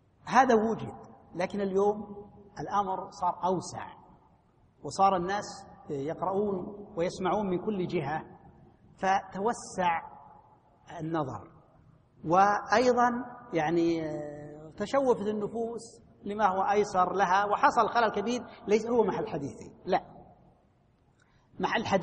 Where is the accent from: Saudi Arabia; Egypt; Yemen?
Saudi Arabia; Najd; عندنا في نجد كانت الفتية على رأي واحد